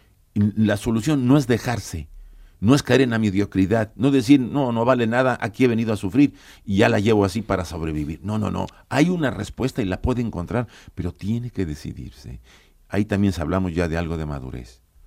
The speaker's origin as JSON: {"language": "Spanish", "country": "Mexico", "said": "yo vengo de México, ahí los tienen adormilados"}